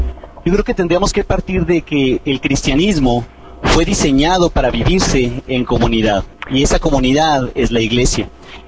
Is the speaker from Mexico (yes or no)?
yes; Chihuahua, Mexico; Soy de Chihuahua, en México.